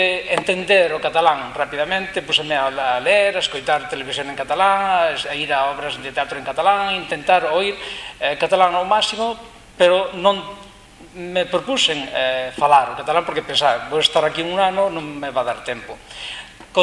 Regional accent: Jaén, Andalusia, Spain; Galician is a second language; now in Galicia, Spain; son de Jaén. Estou vivendo aquí en Galicia dende o ano 95, vai para 14 anos. Cando viña a vivir a Galicia, tomei a determinación de falar galego

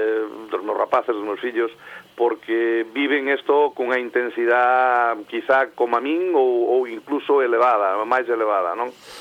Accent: Galicia, Spain; now in Barcelona, Spain; hai personas que se dedican á hostelería en Barcelona, gracias a Dios, somos moitos galegos que nos dedicamos.

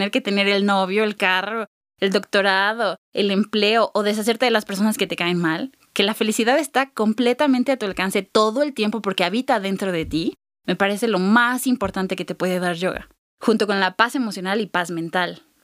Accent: Mexico; nosotros como mexicanos sabemos lo que no es tener paz

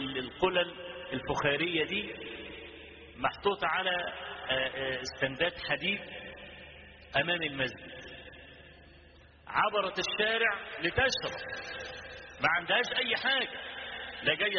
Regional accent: Egypt; كان في شارع الهرم عندنا في مصر،

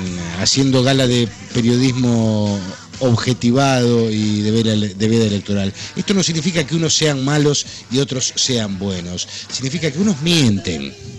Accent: Argentina; Somos todos argentinos.

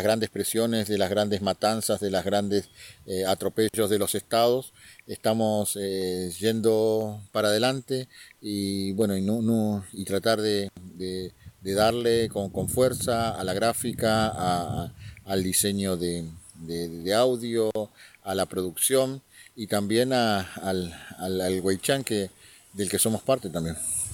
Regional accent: General Roca, Río Negro, Argentina; en este momento me encuentro en Lautaro, soy de Fishkemenuco, también mal llamado General Roca.

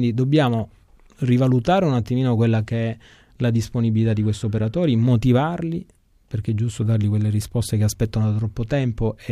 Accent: Sicily, Italy; proprio perché sono un siciliano convinto

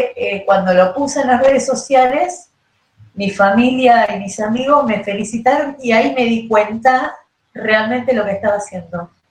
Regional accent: Berazategui, Buenos Aires Province, Argentina; tengo 41 años, soy de Berazategui

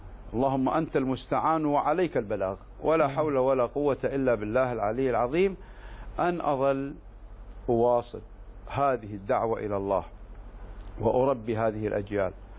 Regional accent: Kuwait; في بلدي الكويت

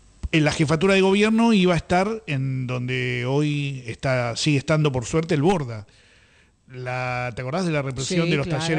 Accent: Buenos Aires, Argentina; Bueno, en fin, somos de Buenos Aires

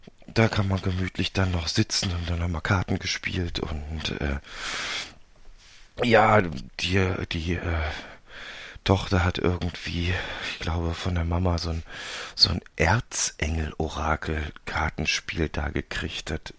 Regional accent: Cologne, North Rhine-Westphalia, Germany; sage ich natürlich als Kölsche Jung auch jedes Mal

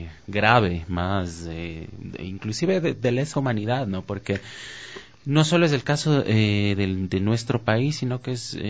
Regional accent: Quito, Pichincha, Ecuador; No soy quiteño de nacimiento, pero he vivido prácticamente toda mi vida acá en Quito.

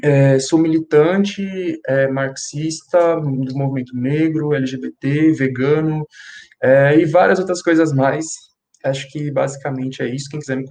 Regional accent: São Paulo, Brazil; eu tenho 20 anos, nasci na Brasilândia, zona norte de São Paulo, né, extremo norte, nasci na favela do Jardim Vista Alegre, mas cresci na favela do Jardim Elisa Maria. Meus pais são migrantes nordestinos

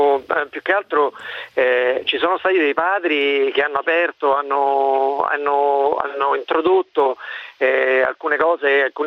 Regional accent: Rome, Lazio, Italy; sono di Roma, sono un melariano.

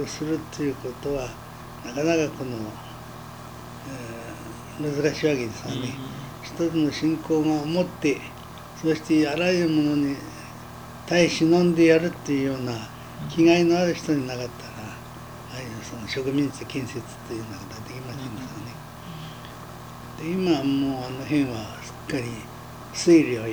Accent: Morioka, Iwate, Japan; 岩手県の盛岡市。

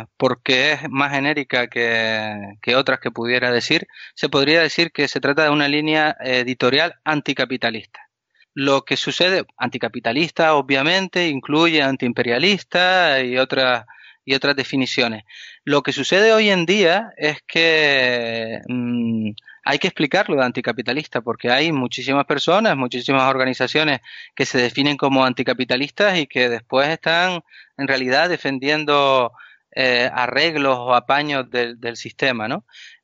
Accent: Canary Islands, Spain; Canarias no está en ese recuadrito que ponen cuando dan el tiempo en televisión, sino que nosotros somos unas islas africanas.

